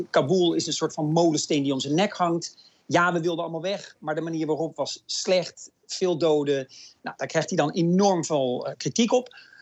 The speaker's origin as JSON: {"language": "Dutch", "country": "Netherlands", "said": "En ik ben dan als Nederlander misschien wat nuchter en denk van, nou, zo'n storm, dat zal wel meevallen, zo'n stormpje. En dan is het toch, dit soort stormen hebben we niet in Nederland."}